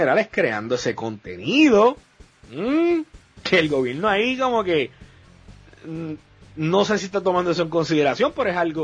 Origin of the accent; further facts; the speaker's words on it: Puerto Rico; me encanta ver, cada vez somos más, boricuas en la plataforma